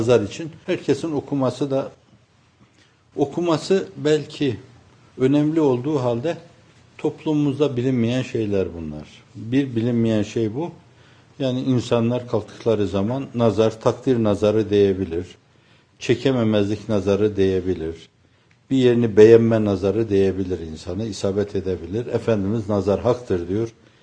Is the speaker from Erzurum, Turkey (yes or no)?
yes; Erzurum, Turkey; Benim kendi memleketim olan Erzurum'da da derlerdi, köyünde de derlerdi, kentinde de derlerdi bunu.